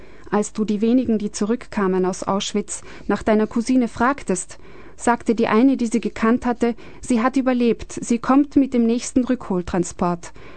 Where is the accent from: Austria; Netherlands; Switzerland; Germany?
Austria; Ich bin als Österreicherin aufgewachsen